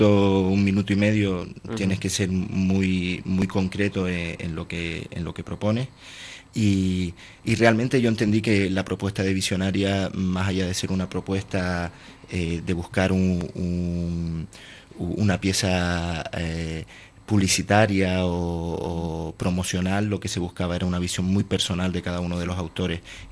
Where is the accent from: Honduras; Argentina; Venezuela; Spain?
Spain; Valleseco, Canary Islands; ni estaba en mi pueblo, en Valle Seco, ¿no? Que hay bastantes animalitos sueltos, ¿no? Sino que estaba en Madrid